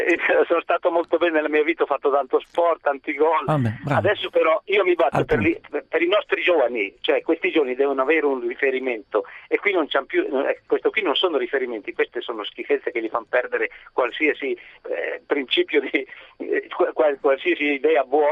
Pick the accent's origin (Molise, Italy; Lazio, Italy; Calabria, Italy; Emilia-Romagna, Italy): Emilia-Romagna, Italy; Parma; Che insomma, Parma. Abito in un paese di montagna che tra i fiumi...